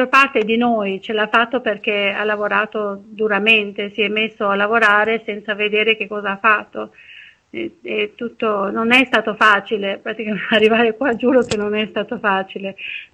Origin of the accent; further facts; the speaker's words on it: Durrës, Durrës County, Albania; now in Ancona, Italy; i primi anni non ho potuto neanche vedere che Ancona aveva un mare, anche se io sono partita da Durazzo, il mare l'ho visto molto dopo